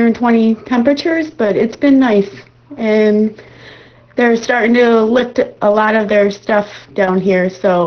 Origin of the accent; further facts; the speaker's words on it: Michigan, United States; also born or lived in Arizona; now in Bahamas; Yeah, I was born and raised in Michigan, just across the border from Windsor, so I know how it is with that snow. But we relocated a few years back to Arizona, but right now we're living in the Bahamas for a few months.